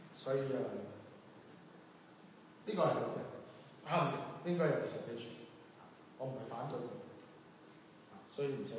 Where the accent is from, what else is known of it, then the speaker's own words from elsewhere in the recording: China; 我哋中國人就好知道咩叫做好味，最緊要好味係咪？